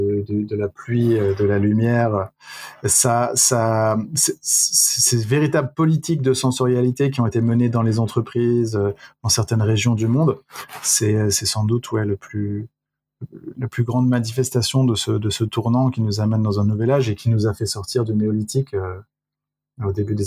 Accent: Provence-Alpes-Côte d'Azur, France; also born or lived in Lyon, France; now in Brittany, France; Moi, j'ai grandi dans le sud-est. Je suis né à Lyon et j'ai grandi dans le sud-est, donc vraiment en Provence avec le soleil et les orangers et les oliviers, quoi.

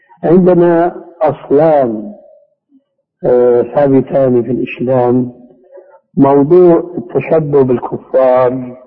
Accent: Syria; كما يقول العام عندنا في سوريا

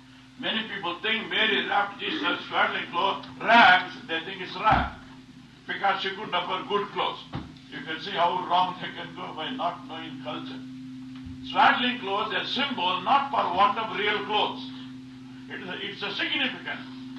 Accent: South India, India; born there; Now, I was born in South India, And I had only, I had three sisters.

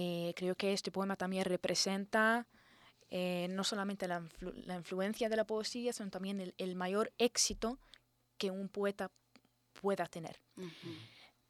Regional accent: Jordan; toda la gente me pregunta, ¿de dónde eres? Y yo digo, de Jordania.

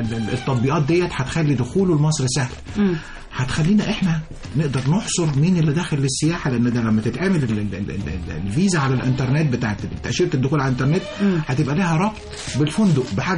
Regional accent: Egypt; إحنا بنستعمل العالمين أو بنستعمل الساحل الشمالي كمصريين بدءا من شهر 6 بعد امتحانات الثانوية العامة.

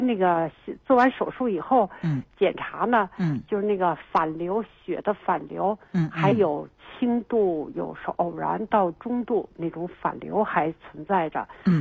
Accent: Beijing, China; 他是，我们是北京人。

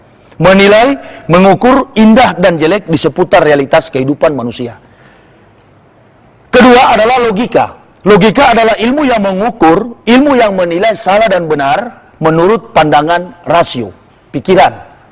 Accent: Sangihe, North Sulawesi, Indonesia; Di Sanger, tempat kelahiran saya, kampung halaman saya

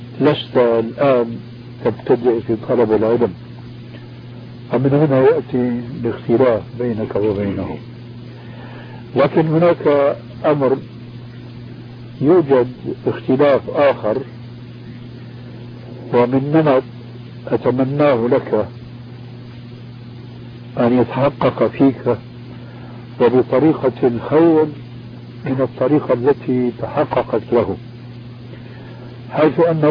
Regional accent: Damascus, Damascus Governorate, Syria; كما يقولون عندنا في دمشق

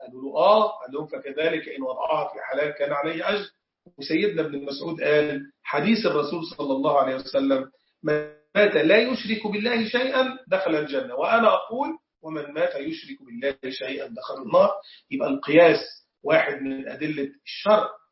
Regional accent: Egypt; زي حالاتي كده، أنا مصري، فمن شرف المصريين إن في صحابة زاروا مصر.

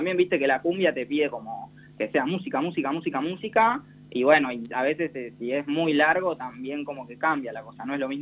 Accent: Necochea, Buenos Aires Province, Argentina; Sí, y también soy de Necochea, y es el aniversario de Necochea el 12 de octubre

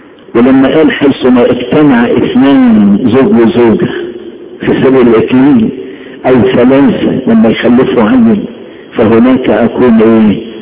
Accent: Upper Egypt, Egypt; بيسموها الصعيده ليبر او مسله، عارفين الليبر ولا انا صعيدي بس؟

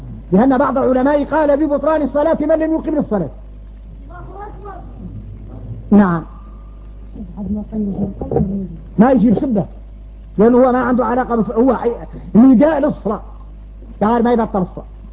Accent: Mauritania; لباس احنا موريتاني اذا خارجنا غريب

